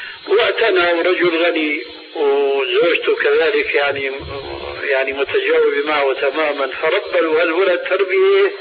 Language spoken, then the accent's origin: Arabic; Syria; هي كما يقولوا عندنا في سوريا